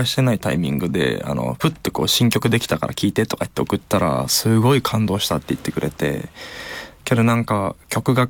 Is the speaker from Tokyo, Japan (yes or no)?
yes; Tokyo, Japan; あ、そう、まあ、東京出身なんですけど、ありますね。